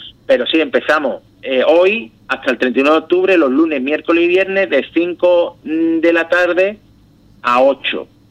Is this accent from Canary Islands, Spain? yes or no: no; El Puerto de Santa María, Andalusia, Spain; porque yo soy del puerto de Santa María, pues y vivo aquí